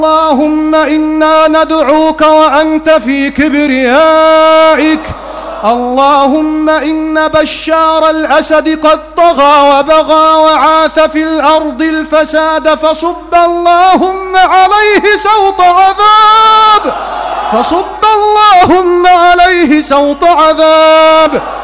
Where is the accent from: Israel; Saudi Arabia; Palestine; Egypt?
Egypt; واحفظ بلدنا مصر الحبيبة بعينك التي لا تنام